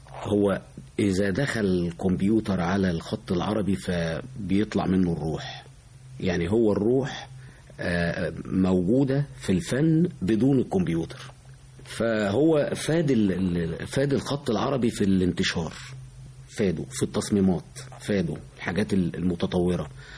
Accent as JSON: {"language": "Arabic", "country": "Egypt", "said": "احنا كمصريين بنحب الحاجة المصرية أكتر من أي بلد تانية."}